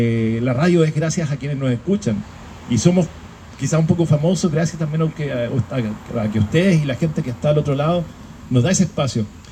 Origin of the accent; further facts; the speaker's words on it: San Fernando, O'Higgins, Chile; Yo soy de San Fernando, entonces llegaba los fines de semana a ver a mi mamá acá en Santiago